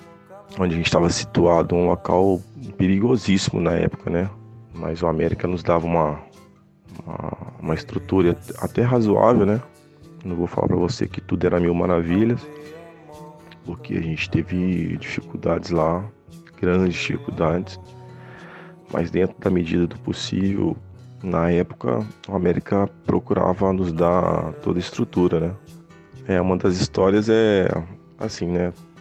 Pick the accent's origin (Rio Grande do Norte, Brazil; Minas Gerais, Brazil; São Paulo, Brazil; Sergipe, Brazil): Minas Gerais, Brazil; Juiz de Fora; Porque eu sou do interior, sou de Juiz de Fora, então eu saí do Esporte Clube aqui de Juiz de Fora, nunca tinha ido para um grande centro, né?